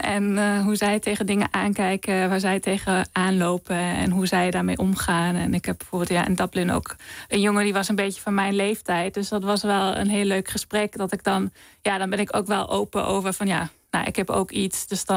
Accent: Germany; Dutch is a second language; now in Netherlands; Nou, in Duitsland bijvoorbeeld, waar ik vandaan kom, in de lift

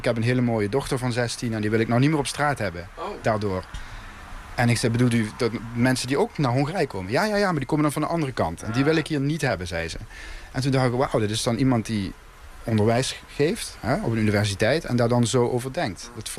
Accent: Netherlands; now in Hungary; En zij vroeg, waar kom je vandaan? Ik zei, oh, Nederland.

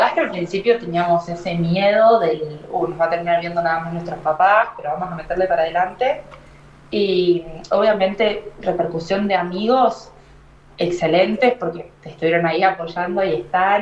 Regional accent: Argentina; moved away; Cuando me fui de Argentina en 2017 o 2018, no me acuerdo bien, el primer lugar al que me fui a voluntariar fue a India

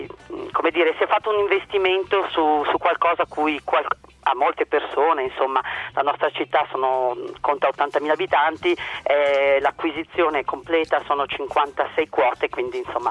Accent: Busto Arsizio, Lombardy, Italy; Busto, perché siamo di Busto Arsizio

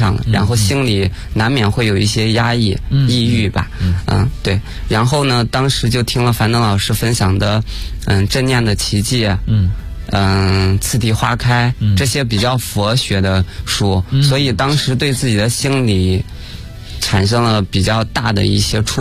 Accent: Gansu, China; now in Beijing, China; 不过我是甘肃人哈，然后所以我是去年我就来到北京了，直接在北京

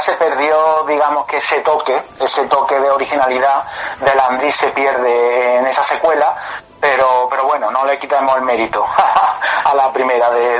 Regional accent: Córdoba, Andalusia, Spain; Yo soy de Córdoba.

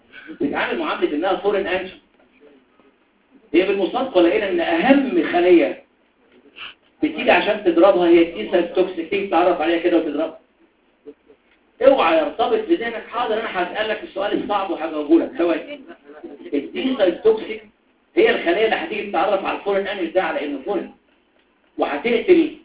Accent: Upper Egypt, Egypt; انا صعيدي على فكره عشان كده بقولها بقلبي

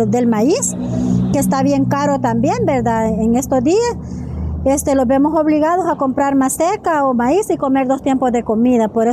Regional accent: Panchimalco, San Salvador, El Salvador; vengo de Cantón Azacualpa, Caserío y Amayito, representando Asociación de Mujeres de Acua de Panchimalco.

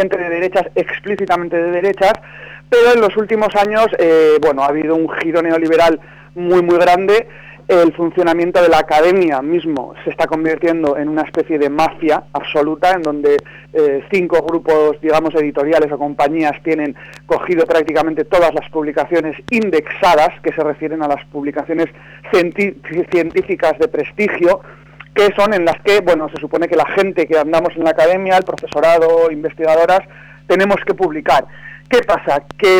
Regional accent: Basque Country, Spain; vengo del País Vasco.

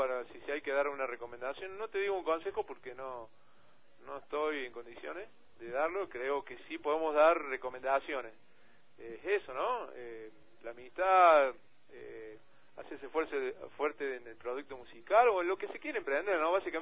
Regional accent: Córdoba, Argentina; Nosotros somos de Córdoba capital, provincia de Argentina, la segunda. la segunda más grande.

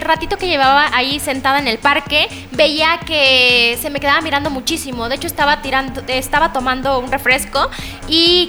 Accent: Tres Valles, Veracruz, Mexico; Soy originaria de Tres Valles, Veracruz

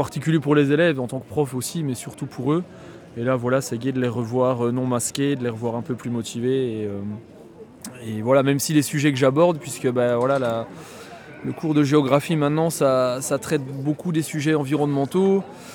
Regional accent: Wallonia, Belgium; Je suis gommais, moi. Donc je viens du sud de la Belgique. Et puis voilà, après quelques années d'études à Bruxelles, je suis retourné dans ma région natale.

